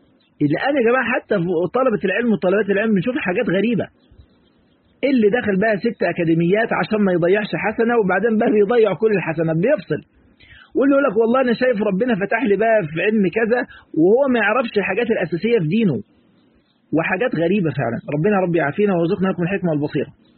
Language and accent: Arabic; Egypt; في مثل كده عندنا في مصر يقول لك مش عارف ايه